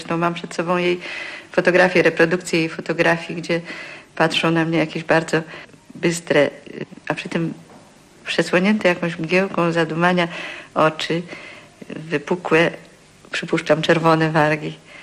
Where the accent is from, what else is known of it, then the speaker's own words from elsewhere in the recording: Częstochowa, Silesian Voivodeship, Poland; born there; Ja również urodziłam się w Częstochowie, bo ja mieszkałam koło teatru na ulicy Kmińskiego